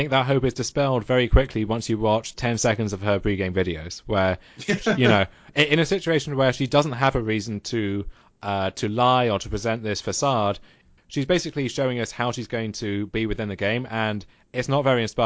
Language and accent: English; United Kingdom; I was thinking, well, as a British six-year-old, it's kind of difficult to get into American reality TV.